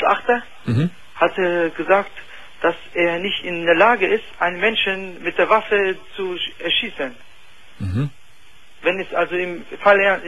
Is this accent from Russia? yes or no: no; Tunisia; Nein, ich komme aus Tunesien.